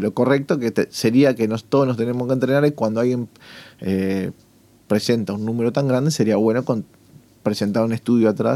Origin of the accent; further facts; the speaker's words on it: Uruguay; yo soy uruguayo